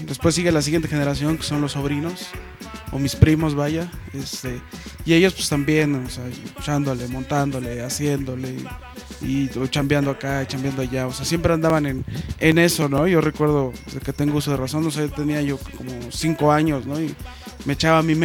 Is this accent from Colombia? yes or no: no; Mexico City, Mexico; born there; Tengo 27 años de edad y vivo en Distrito Federal, nací en el Distrito Federal.